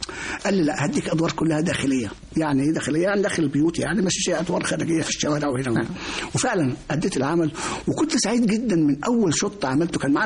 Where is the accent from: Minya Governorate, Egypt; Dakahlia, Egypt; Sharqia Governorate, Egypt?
Minya Governorate, Egypt; Minya; في يوم من الأيام عندنا في المنيا